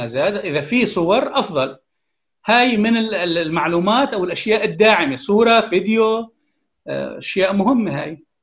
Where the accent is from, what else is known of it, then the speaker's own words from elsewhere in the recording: Syria; لا تحث على زيادة الشرخ في المجتمع السوري إذا كنا كسوريين